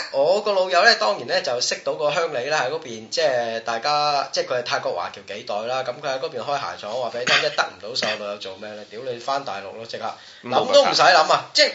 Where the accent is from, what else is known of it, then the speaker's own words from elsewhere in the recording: Taishan, Guangdong, China; 譬如咧我係台山人咁啊，專捐坦克車嘅